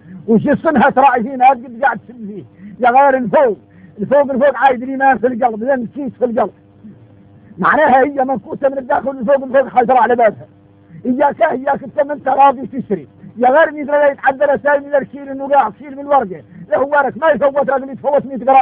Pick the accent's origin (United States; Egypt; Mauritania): Mauritania; احنا موريتاني يريد نتدايقنا مع الصحراء خوتنا في الله